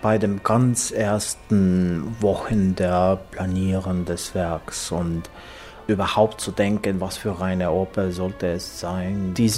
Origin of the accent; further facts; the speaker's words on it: Estonia; German is a second language; moved away as an adult; also born or lived in Finland / Sweden; now in Berlin, Germany; Ich bin ja 18 gewesen, bin ich aus Estland umgezogen.